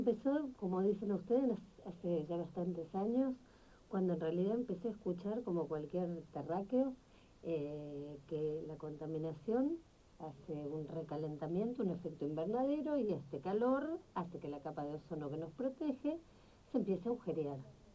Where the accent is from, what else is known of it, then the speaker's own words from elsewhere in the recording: Argentina; Como argentina, como terráquea